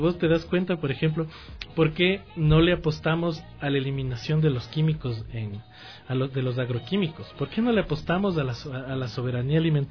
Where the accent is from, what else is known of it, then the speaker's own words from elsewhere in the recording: Ecuador; sino a nuestras realidades como ecuatorianos